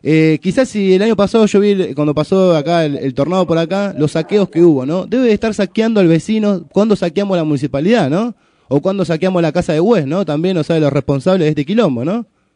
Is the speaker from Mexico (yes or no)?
no; Paso del Rey, Buenos Aires Province, Argentina; yo soy de Paso de Rey